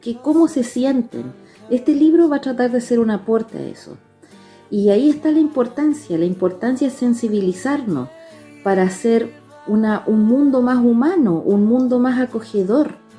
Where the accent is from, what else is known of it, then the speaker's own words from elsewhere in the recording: Germany; ahora estoy en Alemania, enviándoles este video. Yo crecí en Alemania de chiquitita porque después del golpe de Estado mis papás fueron echados de su país y llegamos a vivir a Alemania hace mucho tiempo atrás, el año 75, 1975.